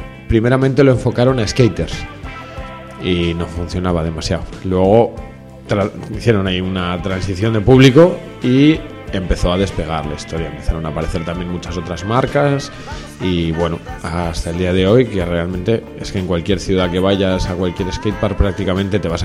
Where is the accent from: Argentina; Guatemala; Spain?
Spain; Madrid, Community of Madrid; born there; Yo soy nacido en Madrid